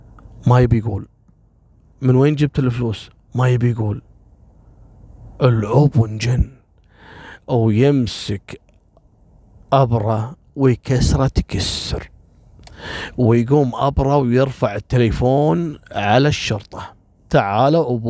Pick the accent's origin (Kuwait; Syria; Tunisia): Kuwait